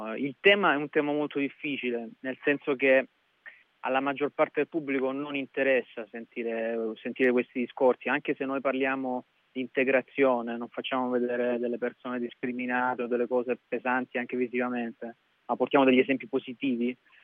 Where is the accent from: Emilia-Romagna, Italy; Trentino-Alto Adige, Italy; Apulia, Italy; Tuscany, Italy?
Apulia, Italy; Lecce; sono originario di Lecce, anche se non vivo, ahimè, non vivo a Lecce, vivo vicino a Bologna.